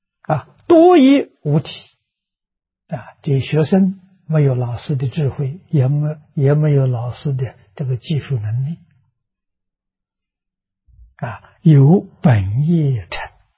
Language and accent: Chinese; China; 我们中国人所谓青出于蓝而胜于蓝